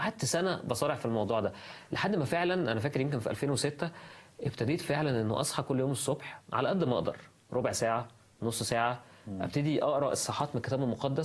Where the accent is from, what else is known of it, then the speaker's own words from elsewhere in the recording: Egypt; عارف انه تحدي بالذات لينا كمصريين، انا عارف انه تحدي، احنا بنسهر متاخر جدا بالذات بقى في المدن الكبيره